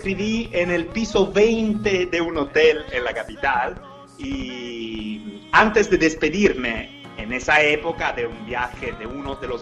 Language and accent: Spanish; Apulia, Italy; Spanish is a second language; Estoy acá en Italia, en el sur de Italia, en el taco de la bota, en mi país.